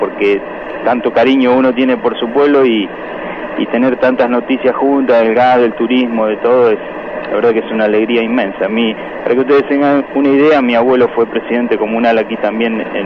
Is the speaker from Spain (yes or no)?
no; Santa Fe, Argentina; En eso somos los argentinos, los santafesinos, todos, ¿no?